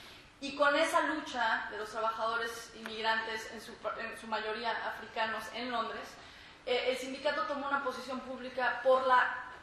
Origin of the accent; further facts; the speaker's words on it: Mexico; now in United States; como inmigrante en Europa y en Estados Unidos, que es importante que nosotros como inmigrantes recordemos, ¿verdad? Recordemos que, por ejemplo, como mexicana